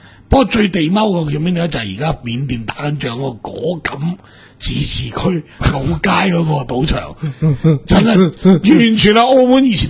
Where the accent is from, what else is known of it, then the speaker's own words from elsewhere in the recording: Guangdong, China; 呢个我哋广东人嘅一个俗语嚟噶